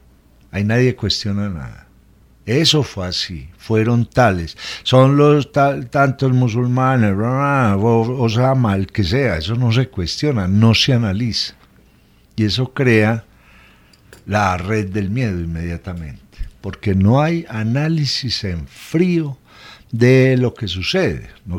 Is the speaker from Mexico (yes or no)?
no; Colombia; hay un problema con las producciones de cine y televisión colombianas, que le estamos mostrando al mundo lo peligrosos que somos